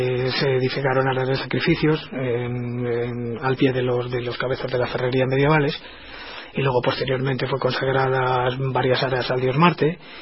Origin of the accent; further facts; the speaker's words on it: El Escorial, Community of Madrid, Spain; Yo, como persona que aunque no haya nacido, sí tengo mi origen y mi juventud y mi niñez en el Escorial, que es un lugar de poder